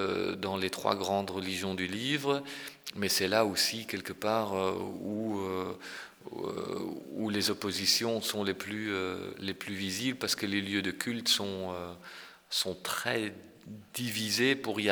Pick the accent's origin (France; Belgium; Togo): Belgium; Ghent, Flanders; et je suis originaire de Gand avec un père wallon et une mère flamande